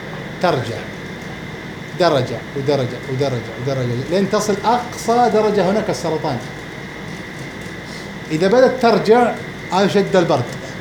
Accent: Al-Qassim, Saudi Arabia; فالمثل الشعبي عندنا في للحسابين عندنا في القصيم

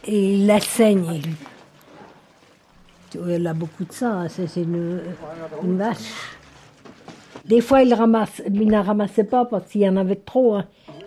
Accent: Chandon, Fribourg, Switzerland; born there; Je suis née dans un petit village de la commune de Lille qui s'appelle Chandon le 27 mai 1925.

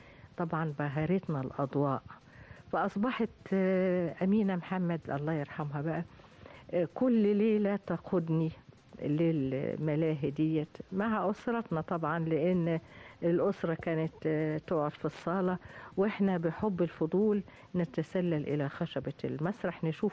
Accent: Tanta, Gharbia, Egypt; وابتدأت الحقيقة فعلا من الطفولة لمشاهدتي سيرك الحلو في بلدي طنطا.

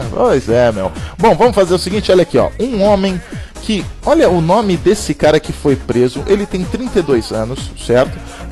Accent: Pernambuco, Brazil; E eu sou de Pernambuco, rapaz.

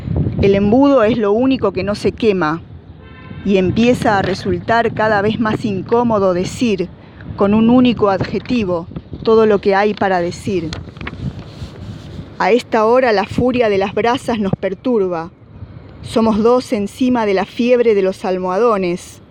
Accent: Mar del Plata, Buenos Aires Province, Argentina; soy de Mar del Plata.

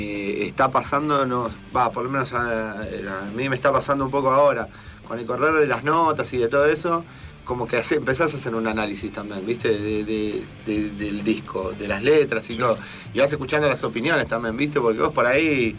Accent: Buenos Aires, Argentina; somos de acá, de Argentina, sí, de Buenos Aires, y somos un pibe que vive en una ciudad. No vivimos en la montaña, no vivimos en el desierto

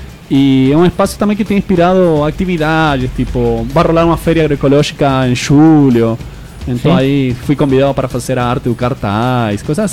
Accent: Neuquén, Argentina; O e-mail era notícias, novidades desde Neuquén, desde minha terra.

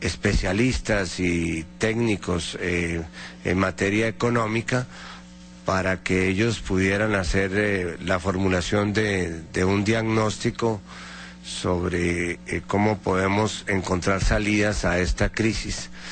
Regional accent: Colombia; Yo simplemente como colombiano puedo destacar lo que fue la dolorosa experiencia de Colombia.

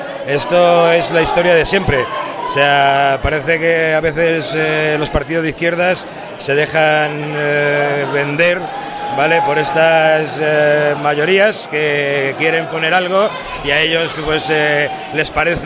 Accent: San Fernando de Henares, Community of Madrid, Spain; Yo soy de San Fernando de Henares y llevo 10 años viendo aquí, venido a San Fernando de Henares

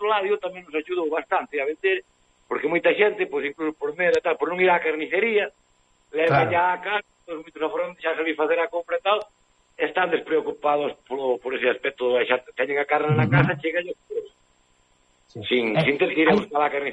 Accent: Cerredo, Galicia, Spain; O meu pueblo chamase Cerredo.

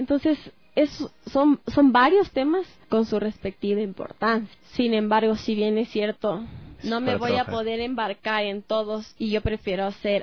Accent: Quito, Pichincha, Ecuador; nosotros como quiteños primero conozcamos nuestra historia, nuestra cultura

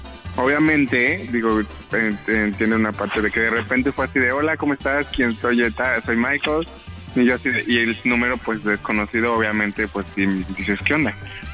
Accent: Mexico City, Mexico; moved away as an adult; now in United States; Vengo de la Ciudad de México, obviamente. Llegué aquí, toda la onda como que viendo qué onda, me gusta. Apenas estoy aprendiendo inglés

